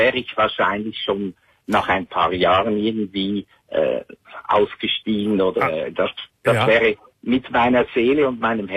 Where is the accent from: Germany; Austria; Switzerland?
Switzerland; Und wie du hörst, komme ich aus der Schweiz.